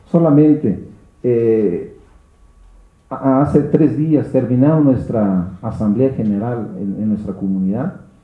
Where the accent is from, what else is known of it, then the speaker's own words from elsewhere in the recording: Mexico; ¿No somos mexicanos para defender nuestra nación?